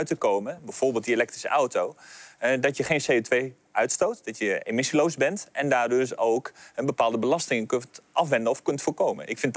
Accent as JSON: {"language": "Dutch", "region": "Friesland", "country": "Netherlands", "said": "ik kom zelf van het Friese platteland en daar hebben we gewoon een auto nodig."}